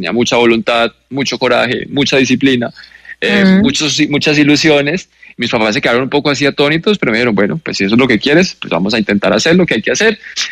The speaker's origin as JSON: {"language": "Spanish", "region": "Bogotá", "country": "Colombia", "moved": "as an adult", "said": "fue como a los 18 que me fui de Bogotá, pues, y de Colombia. Empecé a ir mucho a Estados Unidos, a Florida."}